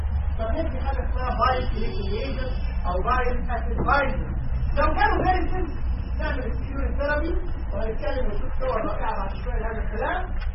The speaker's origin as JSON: {"language": "Arabic", "country": "Egypt", "said": "الحقيقه في سببين مشهورين جدا في الفايبروزس عندنا في مصر"}